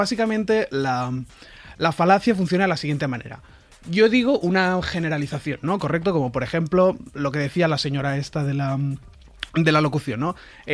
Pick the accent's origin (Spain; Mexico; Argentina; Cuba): Spain; Y yo digo, pues a ver, yo soy español, ¿no?